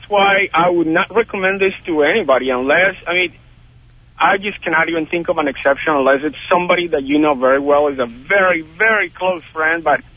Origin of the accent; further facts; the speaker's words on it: Colombia; I am from Colombia.